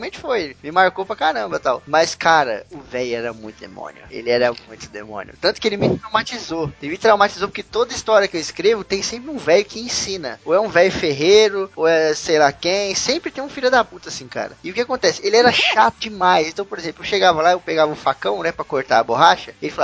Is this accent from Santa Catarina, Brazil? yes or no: no; Osasco, São Paulo, Brazil; Sou paulistano, mas cartucho fala aqui em São Paulo. Eu sou de Osasco, lá só fala cartucho.